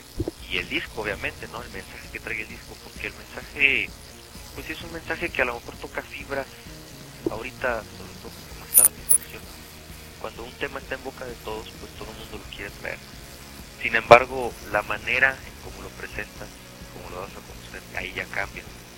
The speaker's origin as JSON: {"language": "Spanish", "town": "Ciudad Juárez", "region": "Chihuahua", "country": "Mexico", "said": "lo que nosotros estamos viviendo en Ciudad Juárez. Somos de Ciudad Juárez, porque somos de México"}